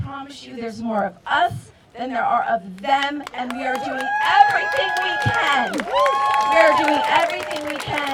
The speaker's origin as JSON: {"language": "English", "country": "United States", "said": "I'm from the United States. I'm on vacation."}